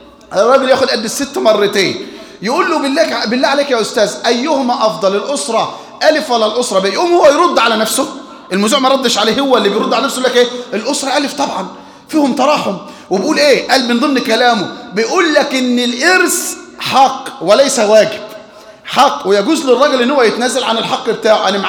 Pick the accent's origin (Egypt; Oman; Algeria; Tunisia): Egypt; عندنا في مصر